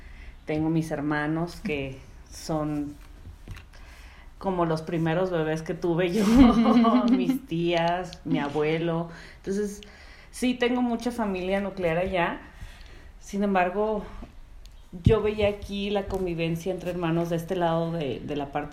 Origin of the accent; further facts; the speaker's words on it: Tijuana, Baja California, Mexico; yo soy de Tijuana. Yo nací allá, crecí allá y he estado el 90% de mi vida en Tijuana. O sea, sí he vivido como temporalmente en otros lugares.